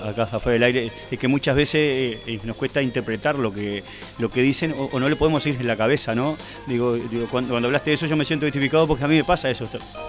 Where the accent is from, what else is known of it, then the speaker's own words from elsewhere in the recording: Guichón, Paysandú, Uruguay; yo soy de Guichón